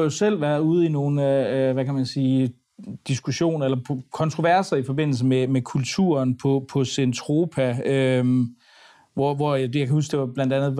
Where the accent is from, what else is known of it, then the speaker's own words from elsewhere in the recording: Aarhus, Central Denmark Region, Denmark; Det synes jeg er en spændende analyse, særligt som aarhusianer